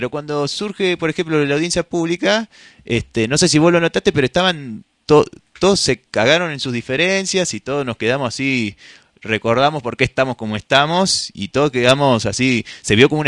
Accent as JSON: {"language": "Spanish", "region": "Córdoba", "country": "Argentina", "said": "Yo que vengo de la ciudad de Córdoba"}